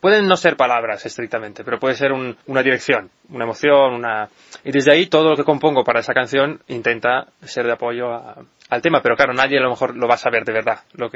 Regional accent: Italy; also born or lived in United States; yo soy de origen italiano, he vivido mucho tiempo en Estados Unidos.

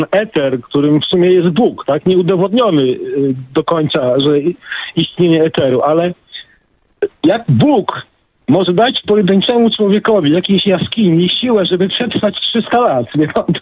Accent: Gdańsk, Pomeranian Voivodeship, Poland; bo ja jestem z Gdańska, w Brzeźnie

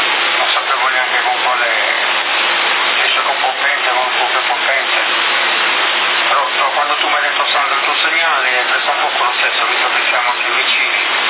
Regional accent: Porto Torres, Sardinia, Italy; Ti mando un altro corrispondente che c'è qui nel mio paese, a Porto Torres.

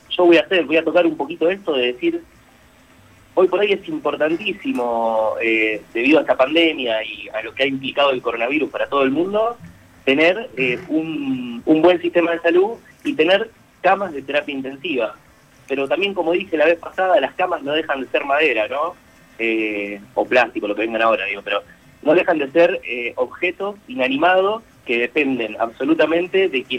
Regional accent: Argentina; la que más nos debería enorgullecer como argentinos y argentinas, es nuestro sistema público

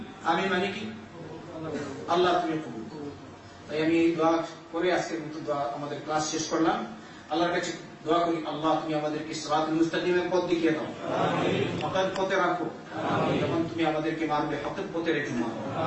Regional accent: Bangladesh; আমি বাংলাদেশি হিসাবে বাংলাদেশের কথা বলবো, আমার দেশের কত লোক আছে

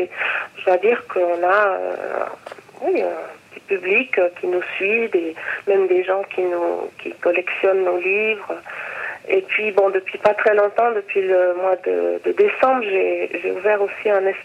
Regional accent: Morocco; c'était un petit rappel au fait que j'ai grandi au Maroc, donc c'était un rappel à ce pays qui est un pays que j'aime beaucoup.

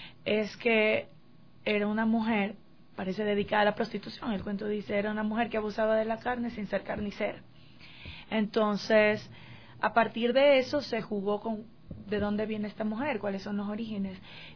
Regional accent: Guayaquil, Guayas, Ecuador; como nosotros somos de Guayaquil

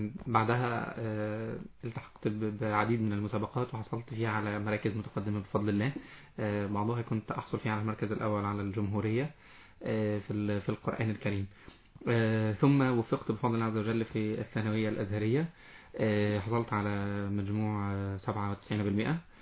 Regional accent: Qanater, Qalyubia, Egypt; من القناة الخيرية، محافظة القليوبية.

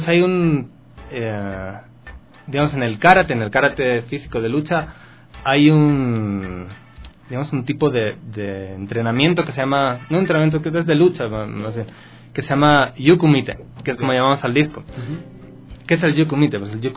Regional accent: Ecuador; accent: Ecuadorian; now in Spain; la tengo acento ecuatoriano, cada vez me noto más que ya se me va el español.

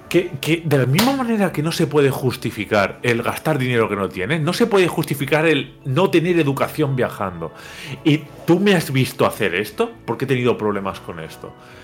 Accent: Alicante, Valencian Community, Spain; que soy de Alicante, que vengo en el tren del Benidorm Alicante los fines de semana

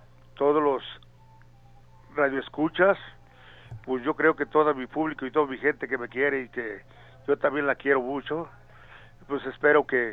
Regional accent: Mezcala, Mexico; voy a estar allá en mi pueblo a ver si va para allá.

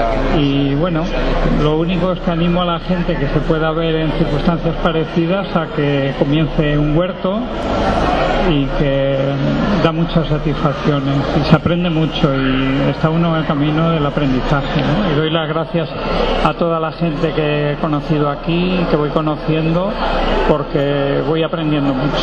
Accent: Valencia, Valencian Community, Spain; estoy un poco de invitado porque vengo de Valencia.

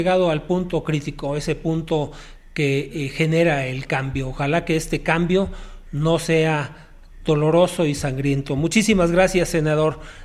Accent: Mexico; somos todos los mexicanos

